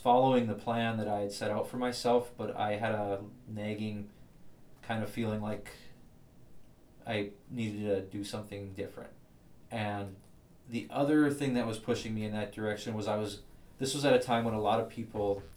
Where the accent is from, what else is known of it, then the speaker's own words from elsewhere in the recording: Sabin, Minnesota, United States; also born or lived in Fargo / Georgetown; Okay, I was born in Sabin, or I was born in Fargo. I lived in, grew up in Sabin, and for the final 2 years or so of high school, I lived with my dad in Georgetown